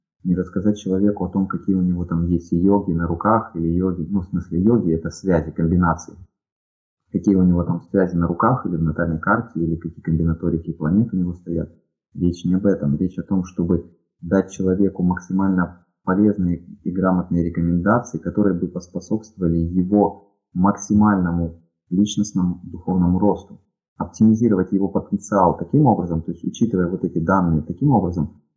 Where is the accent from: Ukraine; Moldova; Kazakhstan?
Ukraine; now in Russia; так как я родом из Украины, у меня соответствующий был диалект или выговор, или акцент. И когда я переехал в Россию, мне с этим было несколько неловко.